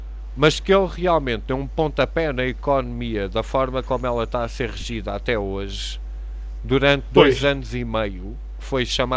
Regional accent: Portugal; Porque eu próprio, como português, fosse para fora

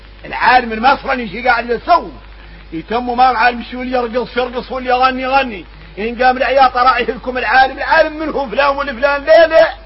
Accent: Mauritania; لو حالنا في موريتاني ما خلى لحديث مديور اياك نعالج عليها امراضنا احنا موريتاني

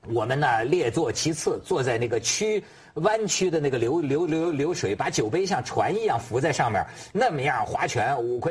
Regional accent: China; 作为中国人不了解这个，我觉得挺可惜的

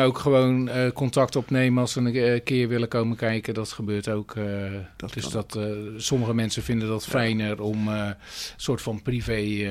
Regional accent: Rotterdam, South Holland, Netherlands; Eigenlijk kom ik uit Rotterdam.

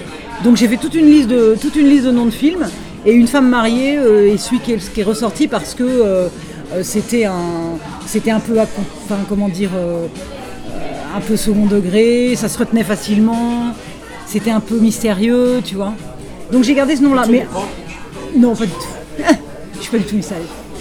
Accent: Limoges, Nouvelle-Aquitaine, France; born there; now in Paris, France; Je suis née à Limoges.

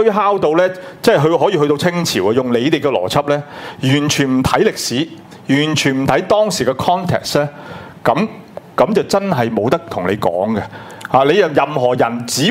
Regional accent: Hong Kong; 跟我們香港人的信奉的東西

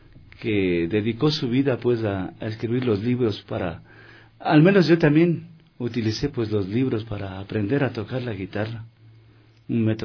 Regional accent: Ecuador; un orgullo para mí representar a mi Ecuador.

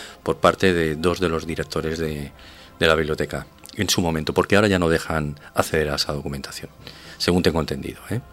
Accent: France; Spanish is a second language; hablo como francés

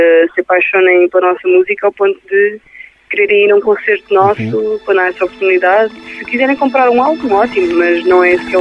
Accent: Lisbon, Portugal; Nós somos de Lisboa e fazemos rock

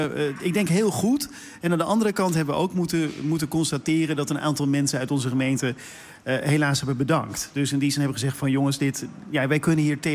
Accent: South Holland, Netherlands; Ik kom uit de Hoekse Waard oorspronkelijk, Meesterde Land.

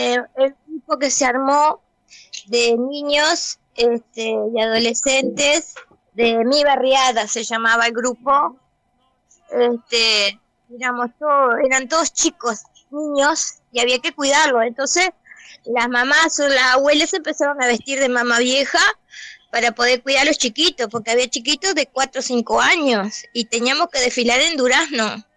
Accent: Colonia del Sacramento, Colonia, Uruguay; soy de Colonia del Sacramento, nacida aquí. Vivo aquí, soy acá, tengo mis añitos de experiencia

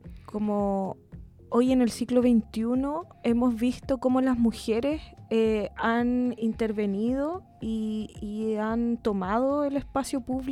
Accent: Santiago, Santiago Metropolitan Region, Chile; soy santiaguina.

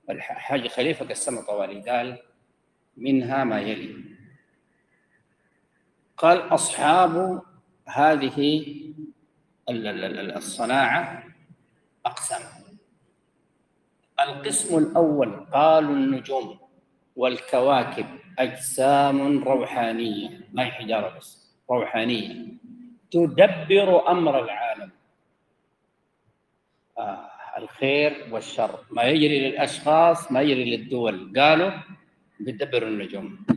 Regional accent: Sudan; أنا قلت كده ضربت أمثلة هنا عندنا في السودان

